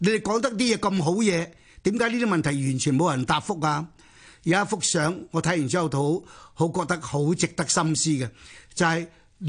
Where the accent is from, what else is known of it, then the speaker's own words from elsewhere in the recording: China; 我作為一個中國人，我一定站在我自己國家方面